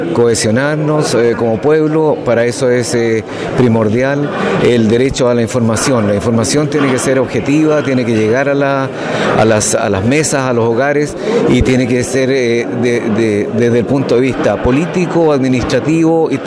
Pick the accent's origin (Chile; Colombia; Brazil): Chile; Los Lagos; Yo vengo de Los Lagos, ¿cierto?, a nombre de mi coordinadora, que allá tenemos una larga lucha de ya más de 8 años.